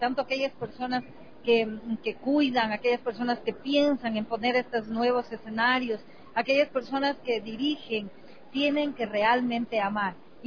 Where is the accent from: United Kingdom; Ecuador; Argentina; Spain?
Ecuador; nosotros también como ecuatorianos podemos darnos cita y descubrir esta riqueza